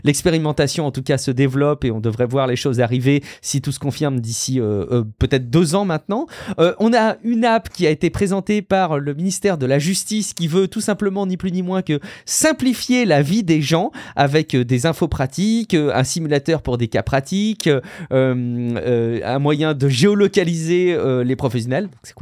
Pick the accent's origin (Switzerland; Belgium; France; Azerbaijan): France; et ça pourrait être déployé un petit peu partout, et notamment chez nous en France